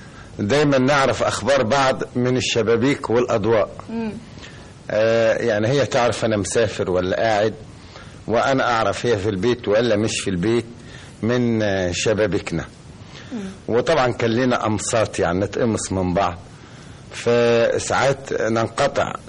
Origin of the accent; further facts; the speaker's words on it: Upper Egypt, Egypt; وأنا صعيدي خالص